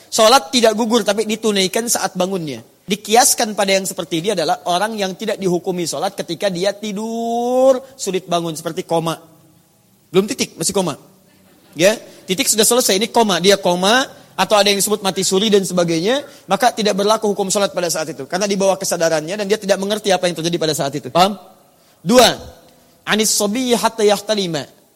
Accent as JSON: {"language": "Indonesian", "town": "Surabaya", "region": "East Java", "country": "Indonesia", "tie": "born there", "lives_now": "Jakarta, Indonesia"}